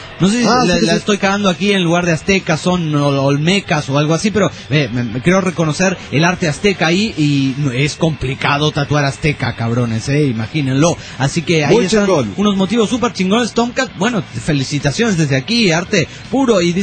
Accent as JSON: {"language": "Spanish", "town": "Juliaca", "region": "Puno", "country": "Peru", "said": "de Perú, Juliaca."}